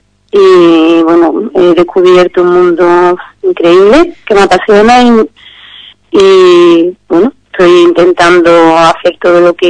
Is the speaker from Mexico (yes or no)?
no; Los Palacios, Andalusia, Spain; soy de Los Palacios, soy ingeniera de informática